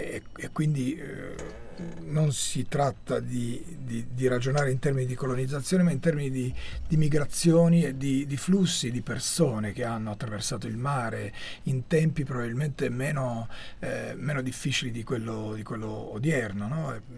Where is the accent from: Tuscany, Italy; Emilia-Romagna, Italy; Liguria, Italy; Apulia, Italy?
Apulia, Italy; Calimera; Tra questi c'è Calimera, che è il mio paese d'origine